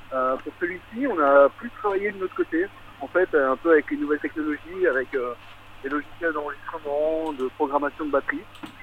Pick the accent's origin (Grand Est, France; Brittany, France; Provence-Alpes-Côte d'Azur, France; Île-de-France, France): Grand Est, France; Strasbourg; Moi, je suis de Strasbourg